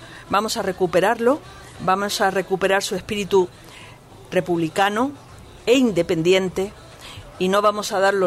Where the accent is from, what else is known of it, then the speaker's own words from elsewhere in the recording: Málaga, Andalusia, Spain; soy flamenquita, yo soy malagueña.